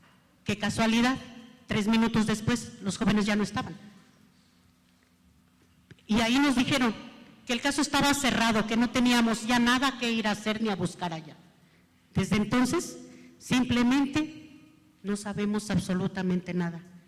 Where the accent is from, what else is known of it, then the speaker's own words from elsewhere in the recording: Iguala, Guerrero, Mexico; Iguala, nosotros venimos de Iguala, Iguala Guerrero, cuna de la independencia. En ese lugar, nosotros somos muy noctámbulos, dormimos muy noche, la gente se duerme muy tarde.